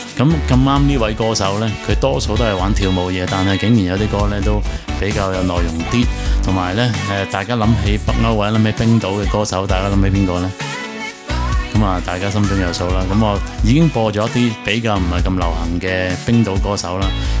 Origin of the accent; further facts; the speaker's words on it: Hong Kong; 咁我哋香港人亦都一啲都唔陌生噶啦